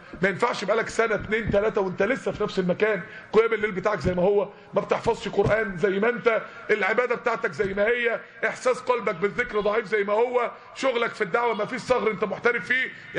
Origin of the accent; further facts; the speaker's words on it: Mansoura, Dakahlia, Egypt; يعني احنا عندنا في المنصورة كان اصعب منكم على فكرة.